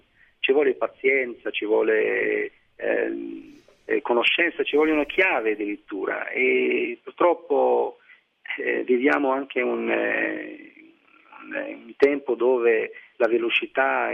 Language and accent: Italian; Algeria; Italian is a second language; No, no, ma io torno perché comunque la mia terra, c'è la mia famiglia, ci sono i miei amici.